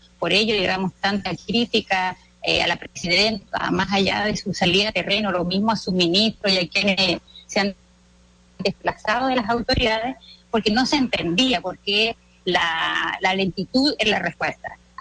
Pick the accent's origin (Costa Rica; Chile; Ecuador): Chile; Sometidos, digamos, como chilenos, a un sistema de comunicación.